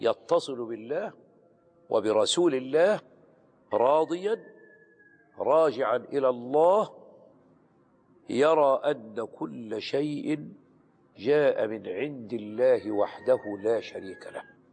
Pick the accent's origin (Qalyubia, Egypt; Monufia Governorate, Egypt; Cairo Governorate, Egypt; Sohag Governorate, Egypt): Qalyubia, Egypt; علمت عن واحد من الصالحين كان من الفلاحين في بلدتنا، يعني في مصر في القليوبية